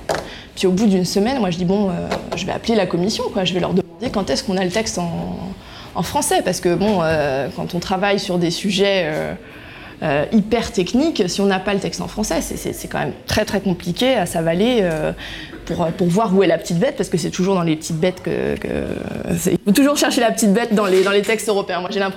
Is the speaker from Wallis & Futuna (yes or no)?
no; France; pour nous c'est plus facile à dire quand on est français parce qu'on a un poids économique important dans l'Union européenne.